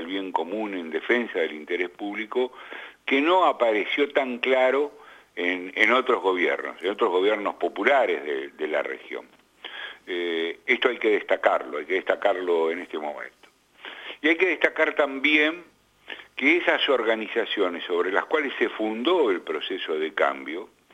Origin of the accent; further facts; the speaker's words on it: Argentina; y yo como argentino siento esto